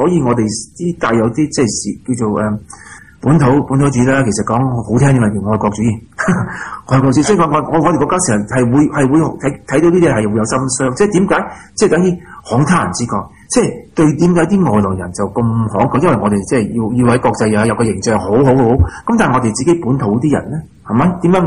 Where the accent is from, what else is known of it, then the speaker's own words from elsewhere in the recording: Australia; 但系都系我哋澳洲人本地，我哋澳洲嘅损失嚟噶嘛，都系我哋付咗条债啊嘛